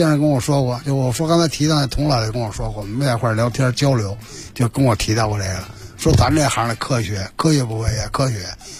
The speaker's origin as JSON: {"language": "Chinese", "region": "Beijing", "country": "China", "tie": "born or raised there", "said": "因为北京啊，我是北京人，"}